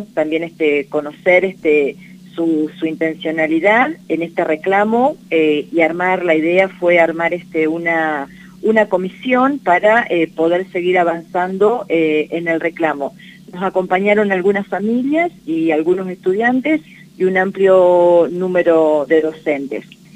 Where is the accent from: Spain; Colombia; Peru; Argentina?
Argentina; Catriló, La Pampa; Tenemos, exactamente, un recorrido juntos en la localidad de Catriló.